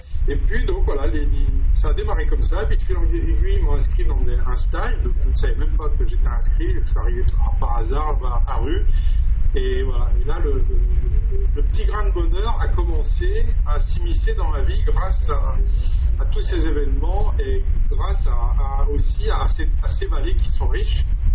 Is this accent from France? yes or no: yes; Auvergne-Rhône-Alpes, France; now in Saint-Maurice, France; je suis actuellement depuis 2004 dans les Vosges. À la base, je suis savoyard et je suis venu travailler il y a quelques années en Alsace. Et suite à un problème personnel, je suis venu habiter ici à Saint-Maurice.